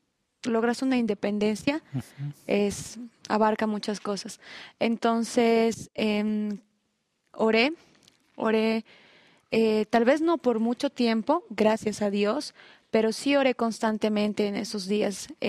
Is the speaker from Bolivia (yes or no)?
yes; La Paz, Bolivia; now in Cochabamba, Bolivia; yo me vine de La Paz a Cochabamba